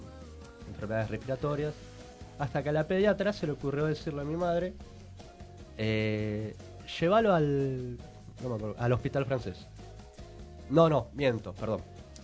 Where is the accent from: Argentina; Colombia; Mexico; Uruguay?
Argentina; Paso del Rey, Buenos Aires Province; Recorrer el barrio, otra vez yo soy de Paso del Rey, para quienes no saben.